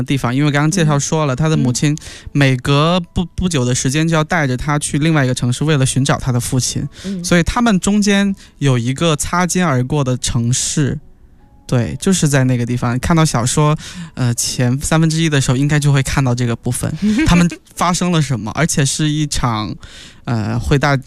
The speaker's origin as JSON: {"language": "Chinese", "region": "Guangxi", "country": "China", "tie": "born or raised there", "also_born_or_lived": "Xiamen / Shanghai", "said": "发生在我的故乡广西中越边境，然后闲闲海的味其实写的是我大学待了4年的地方厦门或者是海边，然后这本斯德哥尔摩情人其实写的是我生活过的城市上海"}